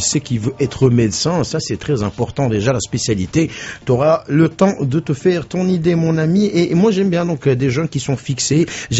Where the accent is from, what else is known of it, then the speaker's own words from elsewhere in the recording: Morocco; parce qu'on est marocain